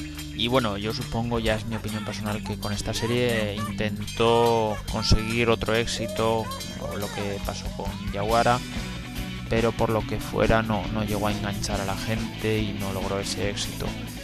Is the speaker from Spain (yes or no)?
yes; Aragon, Spain; aunque no es mi lengua materna ni tengo familia allí. Pues bueno, la cercanía hace que en Aragón se coja la cadena TV3 y muchos aprendamos catalán con los dibujos animados en esa época.